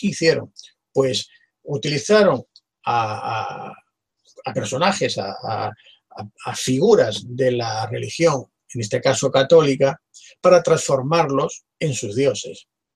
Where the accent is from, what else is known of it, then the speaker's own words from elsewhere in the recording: Barcelona, Catalonia, Spain; precisamente de donde yo soy, donde yo vivo, en Barcelona.